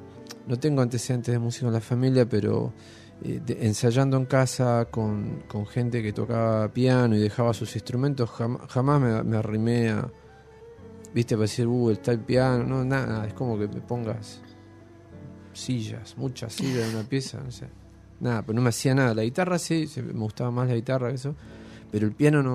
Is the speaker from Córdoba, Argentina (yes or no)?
no; Buenos Aires, Argentina; yo soy de Devoto